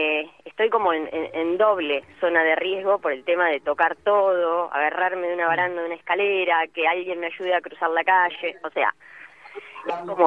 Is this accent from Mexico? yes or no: no; Carlos Tejedor, Buenos Aires Province, Argentina; yo estoy en el patio de casa, soy de Carlos Tejedor, el pueblo del Loco Gatti.